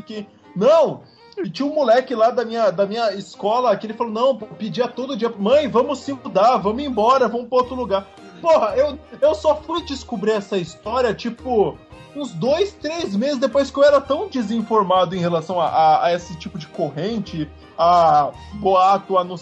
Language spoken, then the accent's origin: Portuguese; Cubatão, São Paulo, Brazil; Eu, quando era criança, eu morava em Cubatão, né? Cidade ali do litoral de São Paulo.